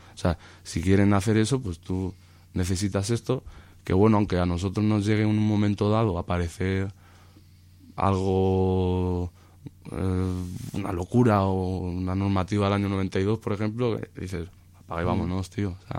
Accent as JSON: {"language": "Spanish", "town": "Toledo", "region": "Castilla-La Mancha", "country": "Spain", "said": "Y tú como toledano, al igual que yo"}